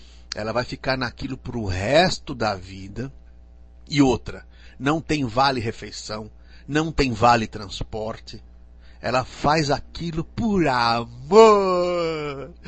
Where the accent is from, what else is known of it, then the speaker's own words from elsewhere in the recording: Araraquara, São Paulo, Brazil; Nossa, eu passei minha infância em Araraquara. Maravilhosa, adoro Araraquara. Se bem que decaiu muito, né?